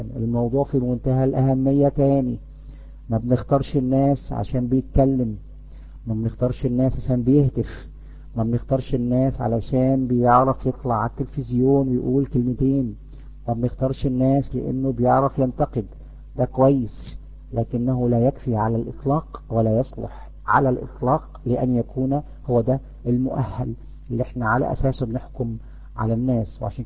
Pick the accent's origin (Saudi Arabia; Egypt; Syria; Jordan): Egypt; اللي يهمنا احنا كمصريين ان ننتخب الكفء